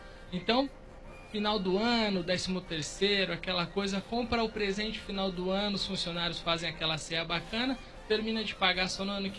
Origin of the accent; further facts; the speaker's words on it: São Paulo, Brazil; born there; Eu sou de um bairro que você conhece. Eu nasci na Parada 15 de novembro.